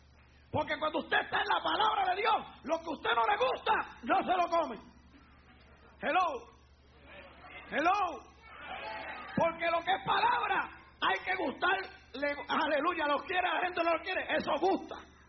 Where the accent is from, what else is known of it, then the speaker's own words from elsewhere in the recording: Puerto Rico; yo no sé si se hace todavía en mi país, en Puerto Rico